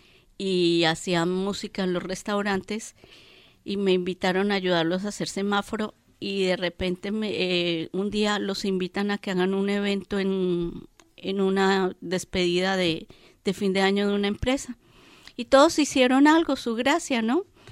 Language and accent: Spanish; Bogotá, Colombia; moved away as an adult; also born or lived in Bolivia; Yo salí como artesana de Bogotá y llegué a Bolivia